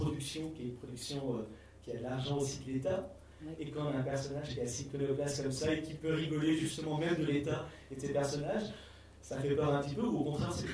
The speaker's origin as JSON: {"language": "French", "country": "France", "said": "c'est vraiment en tant que Français"}